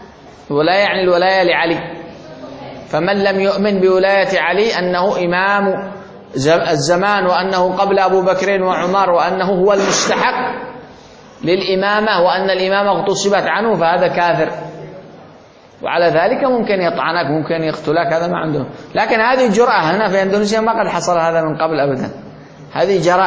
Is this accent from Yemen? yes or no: yes; Yemen; من الذي قوى الحوثيين عندنا في اليمن